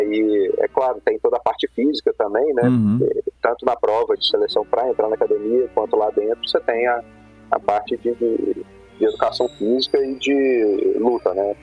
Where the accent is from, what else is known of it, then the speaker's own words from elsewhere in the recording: Belo Horizonte, Minas Gerais, Brazil; empacotei as coisas, né, que eu sou de Belo Horizonte, né, empacotei as coisas e fui para Foz, fiquei lá 4 anos.